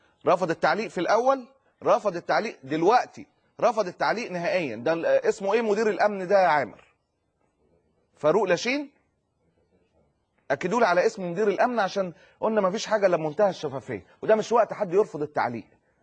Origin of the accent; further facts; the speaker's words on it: Egypt; يغمي عينينا كمصريين